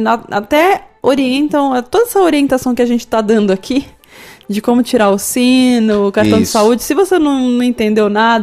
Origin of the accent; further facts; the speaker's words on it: São Paulo, Brazil; É, como a gente é de São Paulo, às vezes a gente passa anos, né?